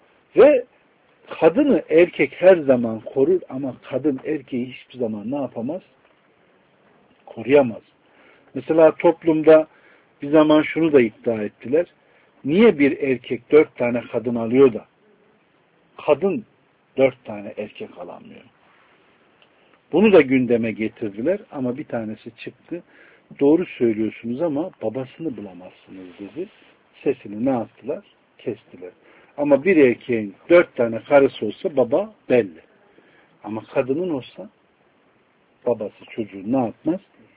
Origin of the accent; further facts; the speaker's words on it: Konya, Turkey; Mesela ben Konyalıyım. Konya tarafına gidin.